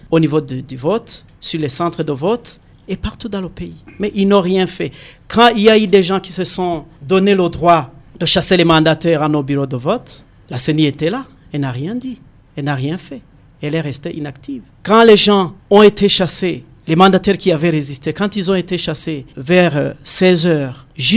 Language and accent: French; Burundi; chez nous au Burundi